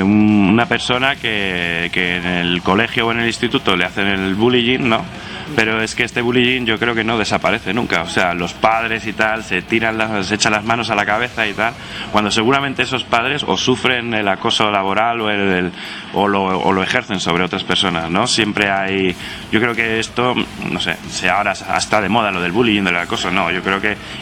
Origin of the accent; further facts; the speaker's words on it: Móstoles, Community of Madrid, Spain; yo crecí en Móstoles en los 80.